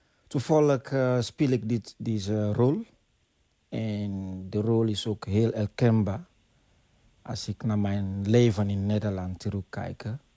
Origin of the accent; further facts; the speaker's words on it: Sierra Leone; Dutch is a second language; moved away as an adult; now in Netherlands; Ja, ik kom uit Sierra Leone.